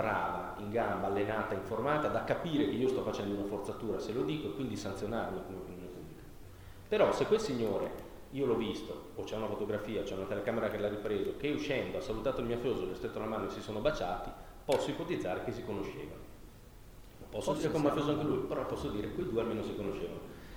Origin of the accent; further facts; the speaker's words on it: Bologna, Emilia-Romagna, Italy; Io vengo da Bologna